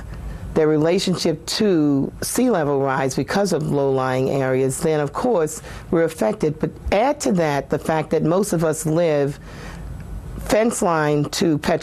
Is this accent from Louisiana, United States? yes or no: yes; New Orleans, Louisiana, United States; And I'm from New Orleans, so, and I know that 80% of all of the people who were affected by Katrina were African American